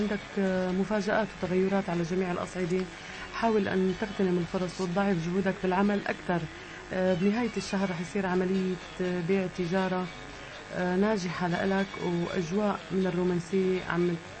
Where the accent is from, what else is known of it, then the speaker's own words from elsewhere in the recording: Damascus, Damascus Governorate, Syria; أنا من سكان الشام